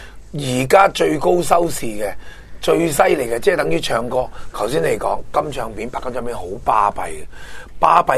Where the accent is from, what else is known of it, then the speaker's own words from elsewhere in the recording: Hong Kong; 我哋香港人食饭免费午餐